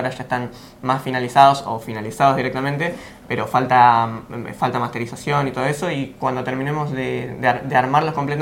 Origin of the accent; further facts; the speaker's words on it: González Catán, Buenos Aires Province, Argentina; now in Cañuelas, Argentina; yo estoy mudado hace relativamente poco a Cañuelas, soy de González Catán en principio.